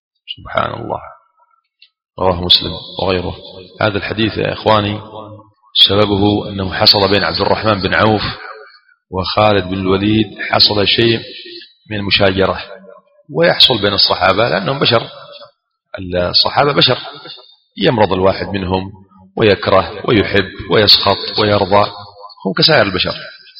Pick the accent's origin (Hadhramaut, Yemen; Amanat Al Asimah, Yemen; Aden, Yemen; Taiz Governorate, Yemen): Aden, Yemen; كما يقولون عندنا في عدن